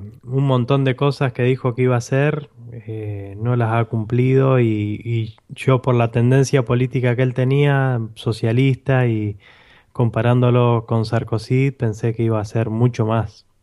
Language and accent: Spanish; Argentina; Sí, le digo yo soy argentino.